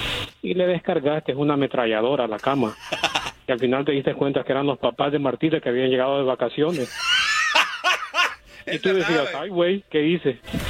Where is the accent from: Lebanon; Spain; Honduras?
Honduras; Yo soy de Honduras, pero Honduras.